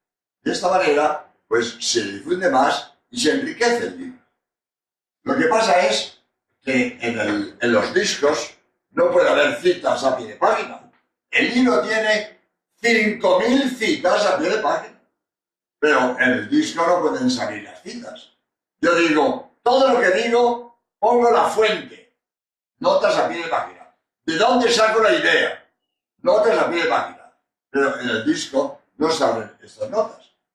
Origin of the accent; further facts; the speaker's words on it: Spain; español y autor de este libro